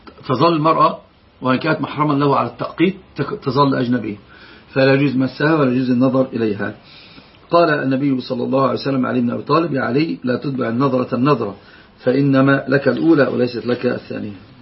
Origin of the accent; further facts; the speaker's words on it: Egypt; عندنا في مصر يقول الحمى اللي هو الأب الزوج